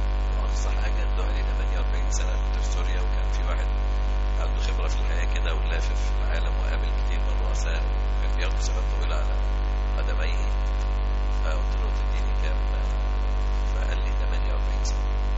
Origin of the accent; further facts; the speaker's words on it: Dakahlia, Egypt; born there; من مواليد الدخلية،